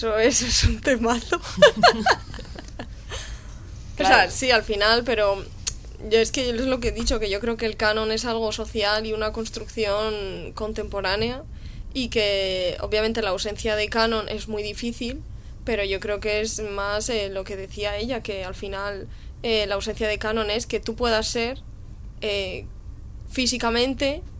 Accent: Madrid, Community of Madrid, Spain; O sea, a mí no me gusta Madrid, y yo soy de Madrid, por desgracia, de pura cepa además, y es que no me gusta nada.

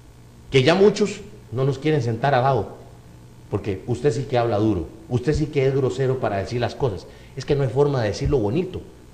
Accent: Costa Rica; Y usted aquí en Costa Rica, que es mi patria, donde yo precisamente veo mi pueblo que está pereciendo por falta de ese conocimiento.

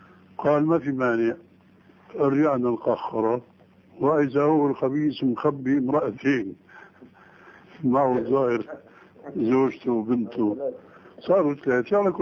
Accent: Syria; كما يقولون عندنا في الشام

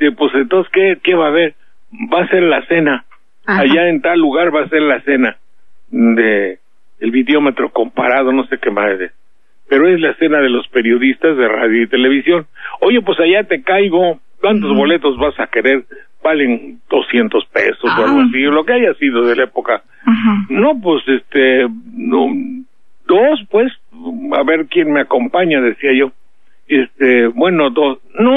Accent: Mexico; Pues soy de México.

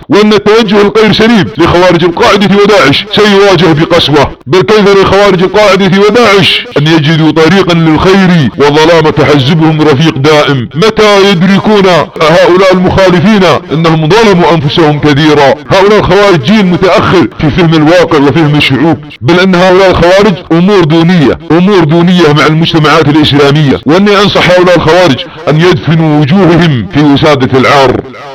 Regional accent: Saudi Arabia; التاريخ أثبت عمليا إن العمليات الارتجالية ضد بلادنا السعودية لا تجدي نفعا

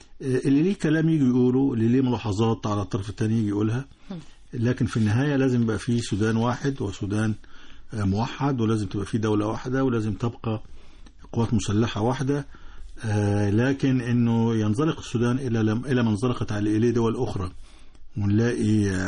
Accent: Egypt; إحنا كمصريين ما نحبش إنه ده يحصل في بلد شقيق

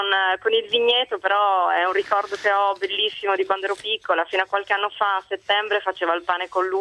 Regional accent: Friuli-Venezia Giulia, Italy; now in Milan, Italy; io vivo a Milano, però sono friulana.

